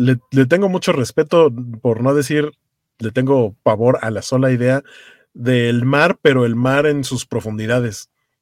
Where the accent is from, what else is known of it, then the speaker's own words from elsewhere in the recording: Iztapalapa, Mexico City, Mexico; yo no los sentí porque yo soy de Iztapalapa